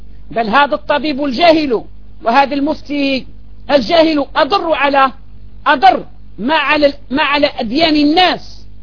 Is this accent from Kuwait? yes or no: no; Algeria; عندنا في الجزائر في بعض المناطق يذكرون الأنثى